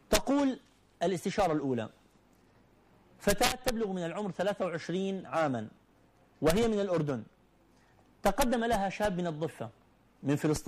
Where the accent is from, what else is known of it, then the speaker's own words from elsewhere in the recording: Iraq; also born or lived in Gulf; أنا من العراق